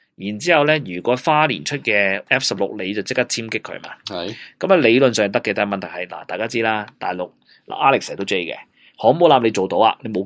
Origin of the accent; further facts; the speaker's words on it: China; 我都系中国人嚟噶